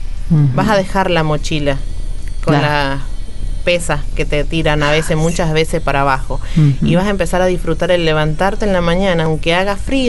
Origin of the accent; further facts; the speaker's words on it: San Juan, Argentina; estaría muy bueno que lo lleven a San Juan, porque yo soy de San Juan.